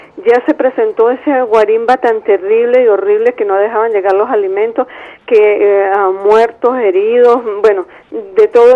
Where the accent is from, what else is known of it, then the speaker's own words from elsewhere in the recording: Michelena, Táchira, Venezuela; en mi pueblo, Michelena, Estado Táchira